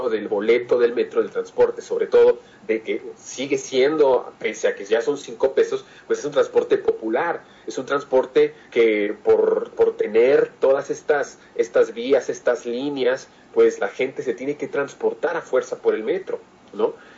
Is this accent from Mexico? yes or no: yes; Mexico; Eso es lo que somos los mexicanos.